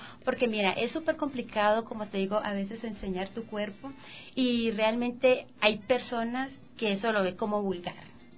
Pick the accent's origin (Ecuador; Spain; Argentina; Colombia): Colombia; Cali, Valle del Cauca; Yo soy de Cali.